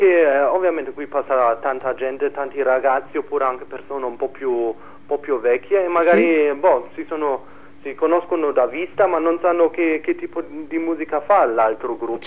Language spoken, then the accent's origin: Italian; Germany; Italian is a second language; now in Trento, Italy; Allora, appunto, io non sono da Trento, io vengo dalla Germania.